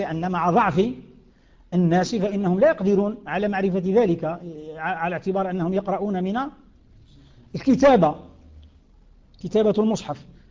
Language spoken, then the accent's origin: Arabic; Algeria; القيف كما يسموه عندنا في الجزائر، الوقف